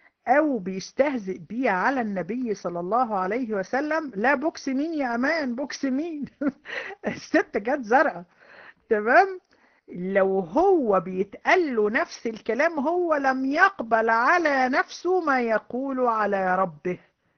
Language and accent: Arabic; Egypt; اللي هو عندنا في مصر بيقول لعنة الدين